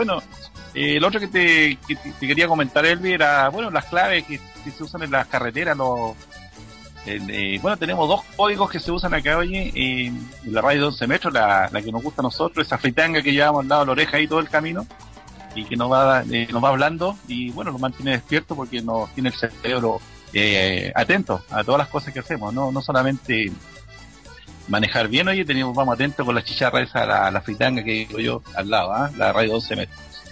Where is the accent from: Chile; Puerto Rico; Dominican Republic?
Chile; Como somos chilenos, juntamos los dos códigos.